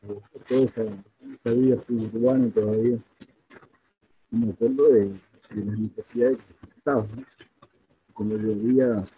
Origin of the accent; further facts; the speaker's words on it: Buenos Aires Province, Argentina; Yo soy nacido acá en el Gran Buenos Aires, José Cepaz.